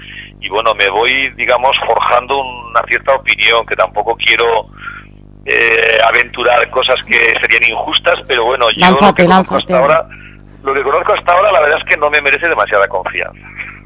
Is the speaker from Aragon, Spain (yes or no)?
yes; Teruel, Aragon, Spain; yo soy de Teruel, es una zona que conozco geológicamente